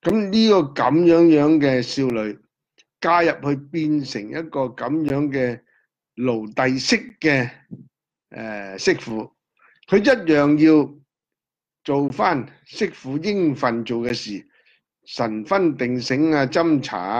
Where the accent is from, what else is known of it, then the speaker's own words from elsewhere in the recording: Hong Kong; 我哋香港人叫利是包